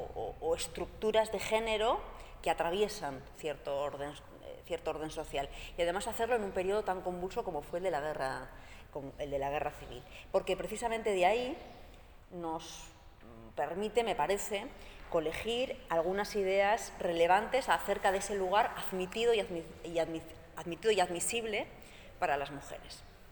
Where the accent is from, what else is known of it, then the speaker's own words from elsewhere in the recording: Basque Country, Spain; yo soy de Euskal Herria